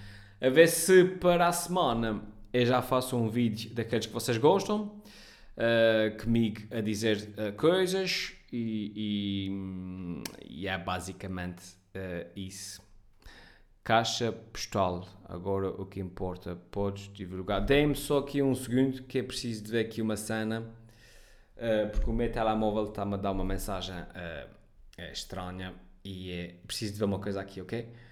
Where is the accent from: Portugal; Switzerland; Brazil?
Portugal; Ponta Delgada, Azores; sou de Ponta Delgada.